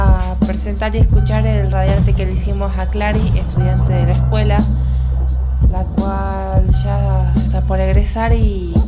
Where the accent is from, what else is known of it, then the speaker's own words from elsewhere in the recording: El Hoyo, Chubut, Argentina; Las personas que venimos desde El Hoyo no podemos tomar el cole de última porque no hay.